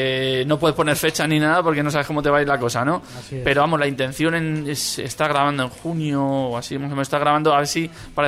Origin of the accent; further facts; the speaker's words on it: Alcorcón, Community of Madrid, Spain; Sí, somos de Madrid. Lo que pasa es que todos venimos de la zona sur, de los pueblos, pues mira, de Fuenlabrada, yo soy de Alcorcón.